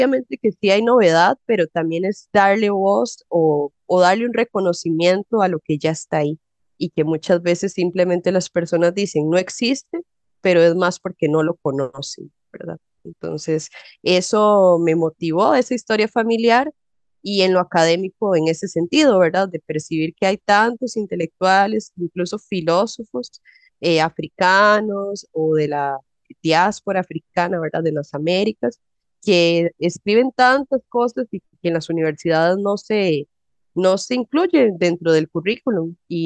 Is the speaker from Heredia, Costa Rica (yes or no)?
yes; Heredia, Costa Rica; como yo nací en Heredia y crecí en Heredia